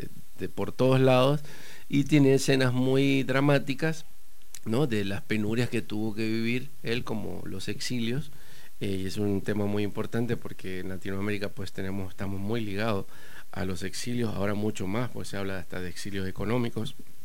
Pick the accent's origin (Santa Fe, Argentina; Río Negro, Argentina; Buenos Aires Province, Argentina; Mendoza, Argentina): Buenos Aires Province, Argentina; La Plata; Sí, soy platense, soy argénica platense en un proceso avanzado de salvadoreñamiento.